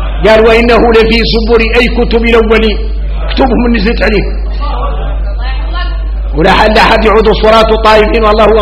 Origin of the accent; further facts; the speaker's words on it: Mauritania; احنا اليوم موريتاني